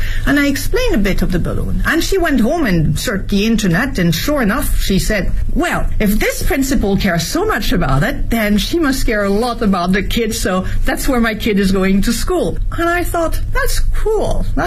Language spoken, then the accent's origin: English; France; now in Beijing, China; My environment, as I was growing up in France, we never really questioned it, but now we do.